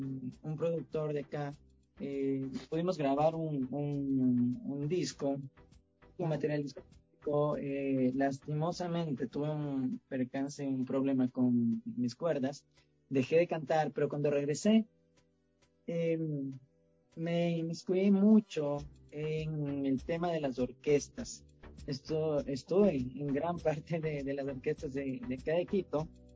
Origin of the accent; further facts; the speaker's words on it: Santo Domingo, Distrito Nacional, Dominican Republic; Te cuento, yo soy de Santo Domingo.